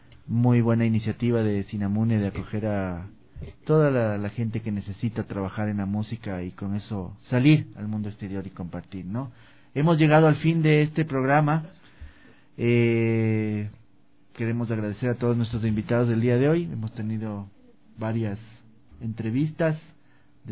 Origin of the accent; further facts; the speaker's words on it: Ecuador; lo cual nos congratula también como ecuatorianos.